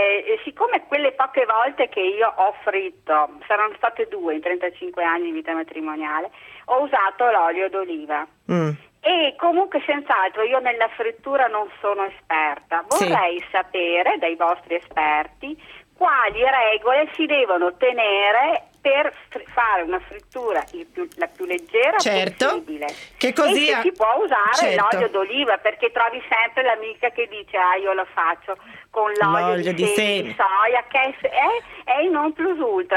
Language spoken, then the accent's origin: Italian; Verona, Veneto, Italy; Io sono di Verona, perciò Lago di Garda.